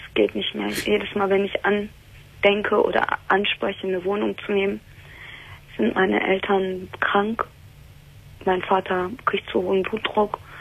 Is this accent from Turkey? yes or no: yes; Turkey; Also, mein Problem ist, ich bin Türkin.